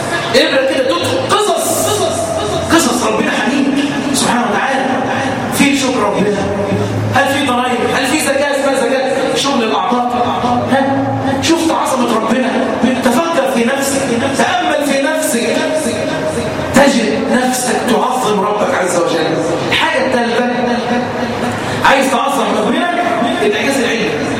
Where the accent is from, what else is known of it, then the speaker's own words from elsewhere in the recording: Egypt; وان يحفظ بلدنا مصر